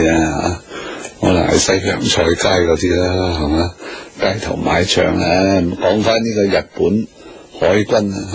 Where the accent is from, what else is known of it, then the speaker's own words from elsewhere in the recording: Hong Kong; 所以日本中国咧咩领土纠纷，我哋香港人唔好理